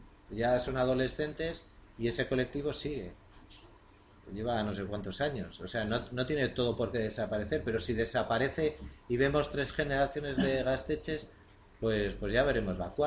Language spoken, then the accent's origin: Spanish; Basque Country, Spain; Nosotros somos una izquierda europea, la vasca